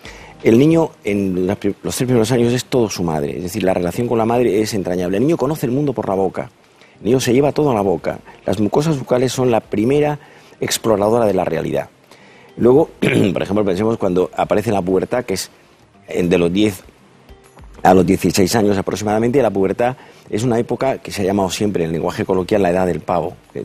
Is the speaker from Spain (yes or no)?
yes; Andalusia, Spain; Yo soy andaluz y cuando era pequeño, mi padre era psiquiatra